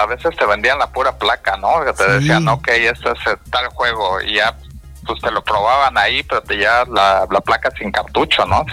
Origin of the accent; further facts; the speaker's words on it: Mexico City, Mexico; crecí en la Ciudad de México, uh-huh. Actualmente no me encuentro viviendo ahí, uh-huh. Pero crecí, pues básicamente hasta hace un año estaba en la Ciudad de México